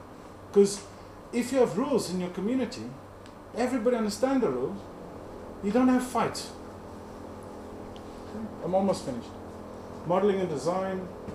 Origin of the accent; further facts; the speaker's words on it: South Africa; I'm a South African